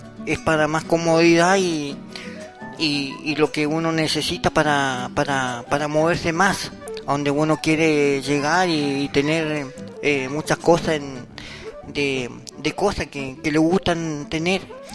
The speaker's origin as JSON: {"language": "Spanish", "town": "El Bolsón", "region": "Río Negro", "country": "Argentina", "tie": "born or raised there", "said": "Yo soy nacido en el Bolsón"}